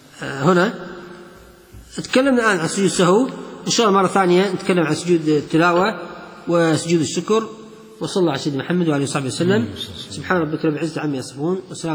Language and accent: Arabic; Kuwait; الحين نشوف مكيف عنتر اللي عندنا في الكويت